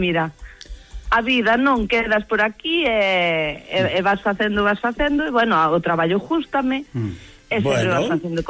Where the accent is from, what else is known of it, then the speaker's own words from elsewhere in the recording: Valga, Galicia, Spain; Pois somos de Valga, que é un pueblo pequeno.